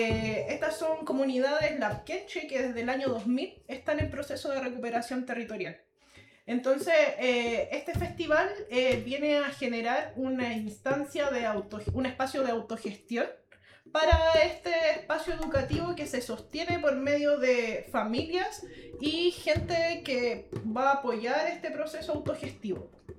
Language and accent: Spanish; Chile; es algo que a nosotros, como chilenos, entre comillas lo digo, nos han hecho desconocer